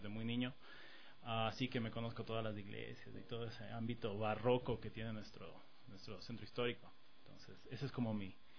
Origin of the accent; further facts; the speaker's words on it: Quito, Pichincha, Ecuador; Sí, yo nací aquí en Quito, crecí casi toda, mejor dicho, toda mi vida estuve justamente por estos barrios, por la Mariscal, la Floresta, crecí con ese background cultural